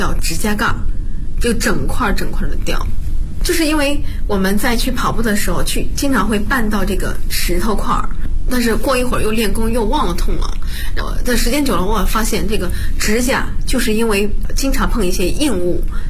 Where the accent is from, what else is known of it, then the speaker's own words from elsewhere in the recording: Bozhou, Anhui, China; 我是华佗五禽系第59代传承人，我来自安徽亳州。